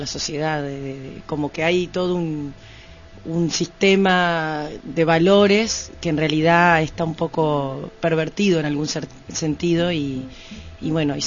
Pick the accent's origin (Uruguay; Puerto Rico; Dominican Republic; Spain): Uruguay; Paysandú; yo nací en Paysandú, me crié mucho tiempo campo. En el campo mismo